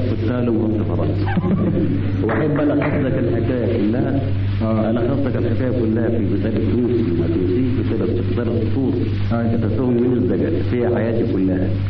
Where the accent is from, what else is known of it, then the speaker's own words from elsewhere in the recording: Alexandria, Alexandria Governorate, Egypt; والدي من اسكندرية وأنا من اسكندرية. فأنا مصري لحما ودما وتونسي بالاسم